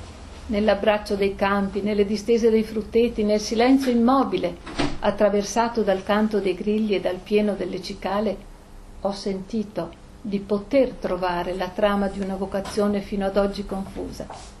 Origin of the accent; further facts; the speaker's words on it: Trento, Trentino-Alto Adige, Italy; also born or lived in Romagna / Trieste; sono di genitori veneti, sono nata in Romagna, poi vabbè, insomma, siamo con la famiglia andati a Trento, poi io i primi anni di matrimonio li ho passati a Trieste, mio marito è di madre slovena e di padre siciliano, quindi a Trento io vivo benissimo, mi trovo bene, però non mi sento trentina.